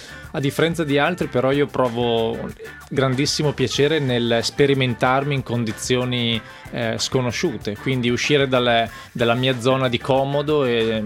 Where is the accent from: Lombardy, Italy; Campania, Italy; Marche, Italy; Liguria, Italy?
Lombardy, Italy; ho 32 anni, sono nato e cresciuto in montagna, in Valtellina, alla Prica.